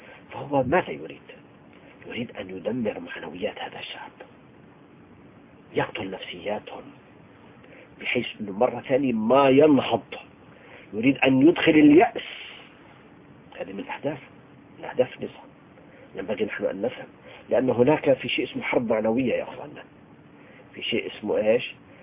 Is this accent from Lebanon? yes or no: no; Tartus, Tartus Governorate, Syria; عايش معهم 20 سنة. فأنا ابن طرطوس، يعني فمبتلى بهم أهل السنة في طرطوس، هذه المدينة الجميلة الحلوة بأهلها